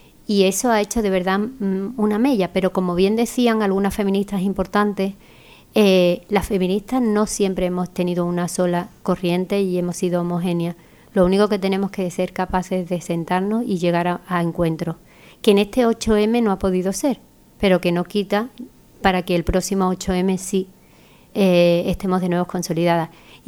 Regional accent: Andalusia, Spain; nosotras como buenas andaluzas la empezamos con Jaleo

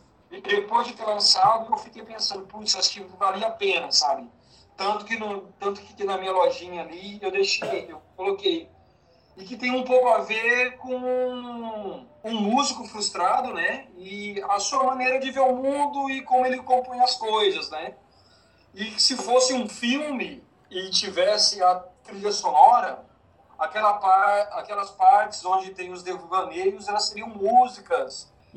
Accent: Goiânia, Goiás, Brazil; moved away; Eu sou de Goiânia, né?

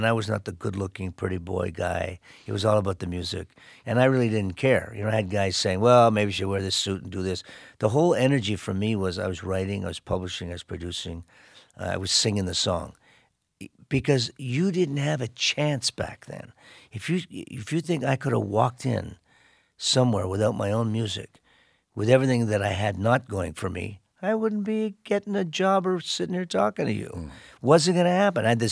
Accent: Canada; representing Canada, and I'm still a Canadian.

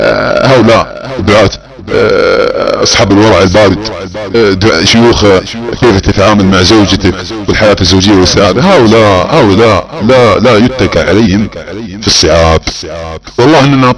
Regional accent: Saudi Arabia; accent: Saudi; على لهجتنا السعودية

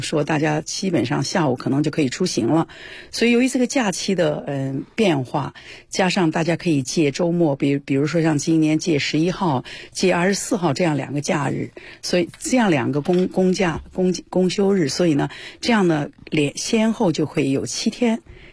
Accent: Wuhan, Hubei, China; now in Beijing, China; 因为我的老家在武汉，来北京已经32年了

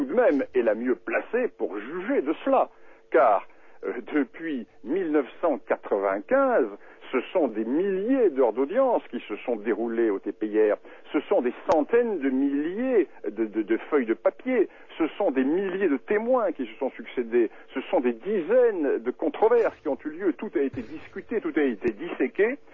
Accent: France; Moi, je suis français.

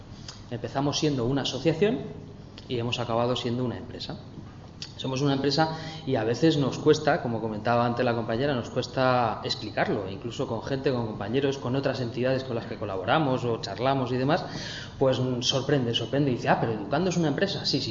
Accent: Madrid, Community of Madrid, Spain; Somos de Aluche y Carabanchel, casi todos los compañeros y compañeras.

